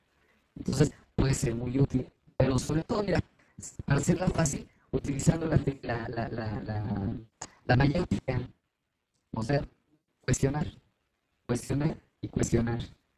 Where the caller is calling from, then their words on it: Atizapán de Zaragoza, State of Mexico, Mexico; Estoy en Atizapán de Zaragoza. Acá estoy en Villas de la Hacienda, en México, en el Estado de México.